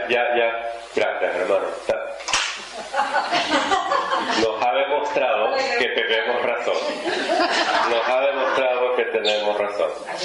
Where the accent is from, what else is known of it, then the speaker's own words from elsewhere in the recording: Russia; yo también soy rusa como Madame Blavatsky.